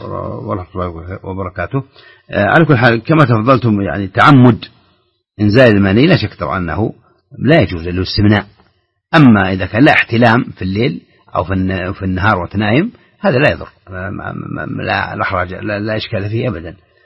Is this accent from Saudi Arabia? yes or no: yes; Saudi Arabia; الريال عندنا في السعودية مثلا هو أصله فضة